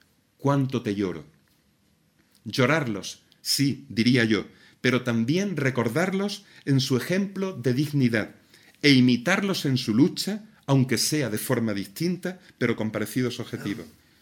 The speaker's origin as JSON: {"language": "Spanish", "town": "Torrox", "region": "Andalusia", "country": "Spain", "said": "Yo soy de Torrox"}